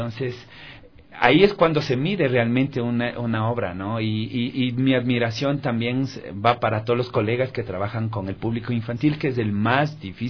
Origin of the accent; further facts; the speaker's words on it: Quito, Pichincha, Ecuador; yo de niño, yo vivía en La Tola, yo crecí, nací en La Tola.